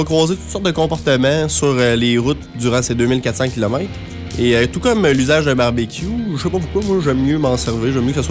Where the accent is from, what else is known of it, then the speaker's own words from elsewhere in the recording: Quebec, Canada; C'est parce qu'on vient du Québec.